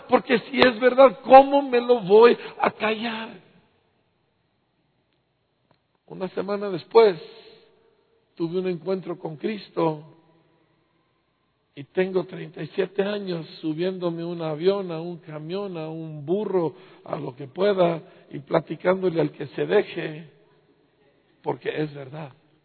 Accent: Bahamas; Yo crecí en las Bahamas, por el amor de Dios, en playas cristalinas, ¿sí? Fui educado en excelentes escuelas, tuve todos los privilegios, hablo 3 idiomas, estudié en el extranjero.

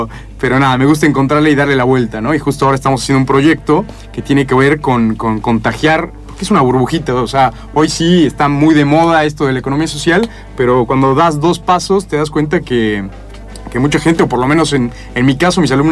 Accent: Mexico; now in Argentina; yo soy de México y... A ver, la verdad que nunca me imaginé estar en Argentina.

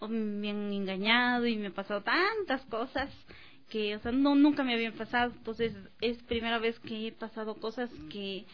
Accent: Loja, Ecuador; yo no soy de aquí, soy de Loja.

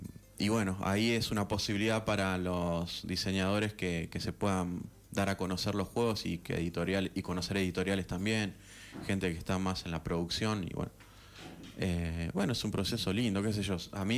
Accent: Rosario, Santa Fe, Argentina; yo que vengo de Rosario, cuando empecé y era más chico, no conseguía grupos de juego.

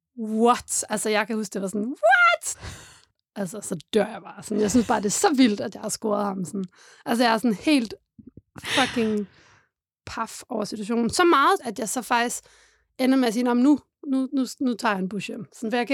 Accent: Odense, Region of Southern Denmark, Denmark; Jeg kommer fra Odense

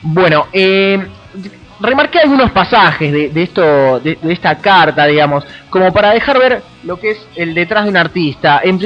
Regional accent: Argentina; El hecho de lo afable que somos los argentinos, lo amigueros, el saludarnos con un beso, el darnos un abrazo.

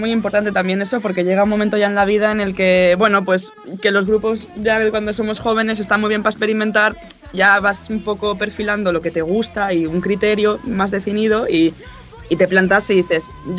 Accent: Valencian Community, Spain; now in Madrid, Spain; yo no soy de Madrid, soy residente aquí desde hace 8 o 9 años y yo soy valenciana.

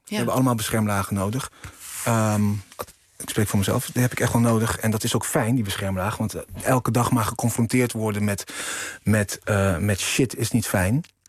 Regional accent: Curaçao; Als mensen aan mij vragen waar kom je vandaan, dan zeg ik Curaçao.

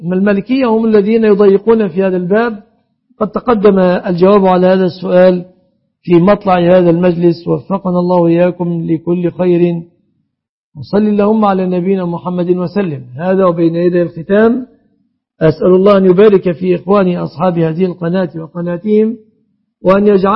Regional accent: Egypt; بلادنا مصر

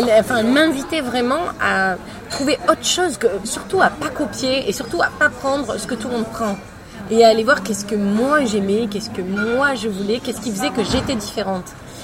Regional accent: Aix-en-Provence, Provence-Alpes-Côte d'Azur, France; Ouais, je suis d'Aix-en-Provence.

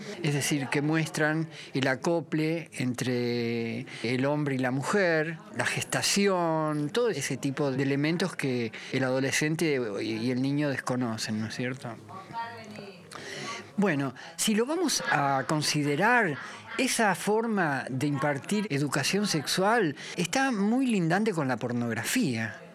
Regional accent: Rosario, Santa Fe, Argentina; also born or lived in Buenos Aires; soy actor y director de teatro. Soy rosarino, trabajé siempre acá en Rosario, viví la mitad de mi juventud en Buenos Aires, pero aquí empecé a producir, en Rosario. Hace más de 30 años que estoy aquí.

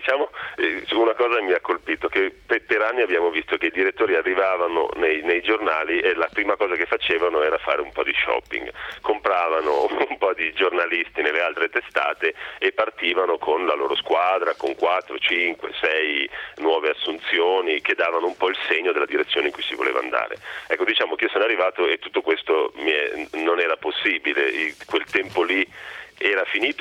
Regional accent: Milan, Lombardy, Italy; a me che non sono torinese ma sono milanese, ma di madre torinese, di nonni piemontesi

